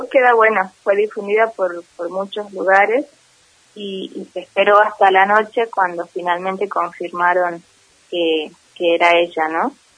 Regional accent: Abra Pampa, Jujuy, Argentina; now in San Salvador de Jujuy, Argentina; Así es. Bueno, yo soy de Abrapampa, actualmente resido en San Salvador

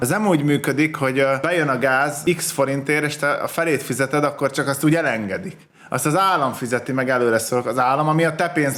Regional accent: Hungary; Nem értik, hogy vidékről származom?

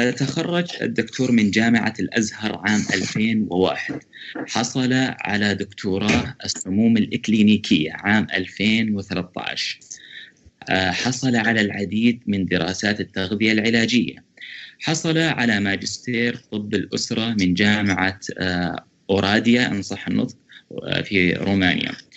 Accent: Saudi Arabia; من السعودية

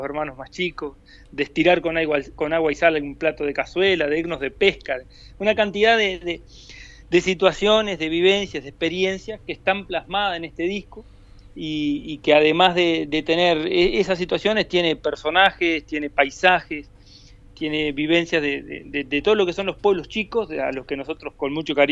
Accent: San Gregorio de Polanco, Tacuarembó, Uruguay; En realidad no somos ninguno oriundo de la capital. Yo soy de San Gregorio Polanco

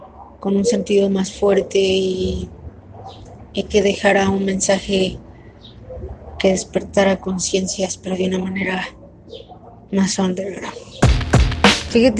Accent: Mexico; Soy una rapera mexicana

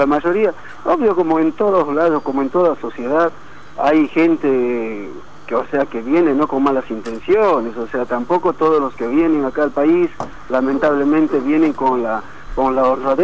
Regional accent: Bolivia; O sea, yo, o sea, soy boliviano, pero no estoy a favor de la delincuencia.

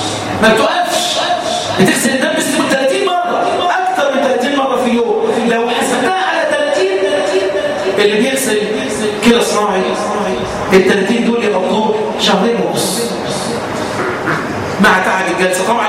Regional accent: Egypt; وان يحفظ بلدنا مصر

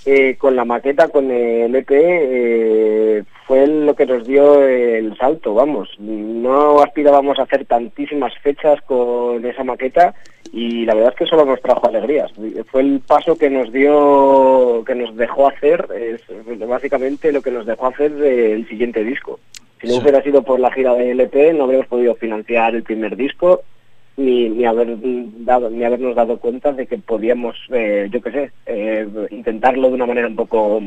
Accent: Salamanca, Castile and León, Spain; somos un grupo de escapún, venimos, mejor dicho, desde Salamanca, ya cumpliendo nuestro quinto año como banda.

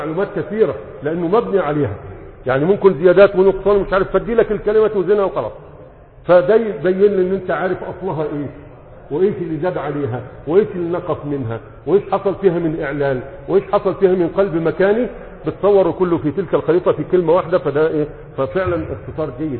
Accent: Egypt; قديما كان عندنا في مصر يقول لك على المسرح يقولوا مرتح

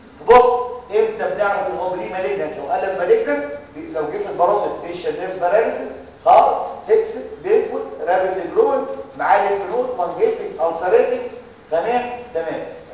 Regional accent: Egypt; انا ده الامتحان بيقطع في احنا مصريين

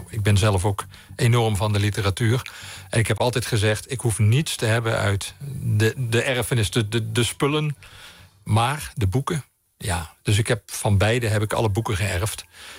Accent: Limburg, Netherlands; moved away as an adult; nee, ik ben Limburger, maar ik ben gestopt toen ik uit Limburg vertrok. Toen ik ging studeren en daarna heb ik nooit mijn carnaval gevierd.

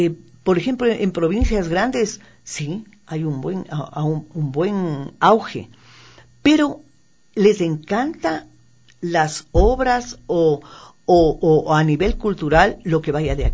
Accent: Quito, Pichincha, Ecuador; La parte humorística se refiere a lo que somos nosotros, los quiteños.

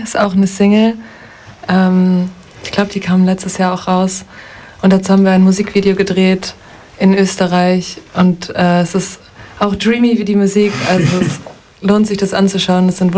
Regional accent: Duisburg, North Rhine-Westphalia, Germany; now in Kiel, Germany; Ja, ich würde sagen, ich komme aus Kiel, aber es stimmt nicht ganz. Ich bin in Duisburg aufgewachsen, aber Kiel ist meine Wahlheimat.

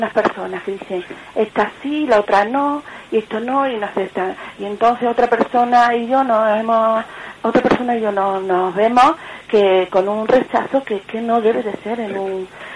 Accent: Córdoba, Andalusia, Spain; soy de Córdoba.

